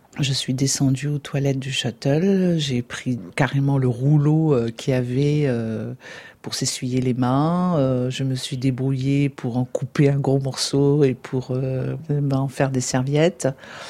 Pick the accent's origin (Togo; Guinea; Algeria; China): Algeria; now in France; Je venais d'arriver d'Algérie, et donc j'étais sans papier.